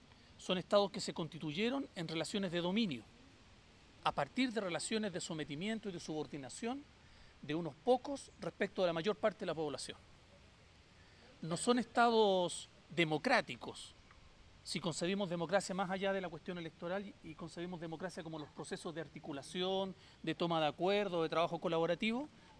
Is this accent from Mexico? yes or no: no; Chile; soy chileno